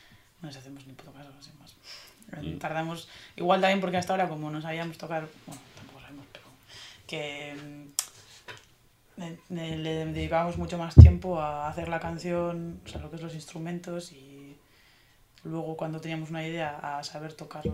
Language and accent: Spanish; Basque Country, Spain; Nos sentimos definidas como personas, no somos de Bildu. Somos de aquí, sin más.